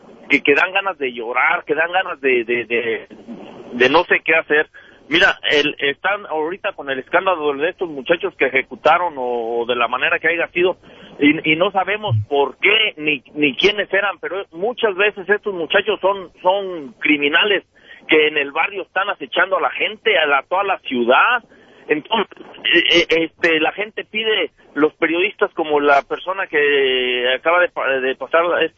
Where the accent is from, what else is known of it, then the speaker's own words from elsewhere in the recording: Mexico; Y yo soy mexicano y he ido para allá a México hace reciente.